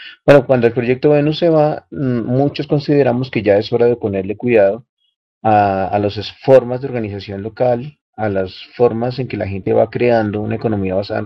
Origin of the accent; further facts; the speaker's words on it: Colombia; no solamente para nosotros como colombianos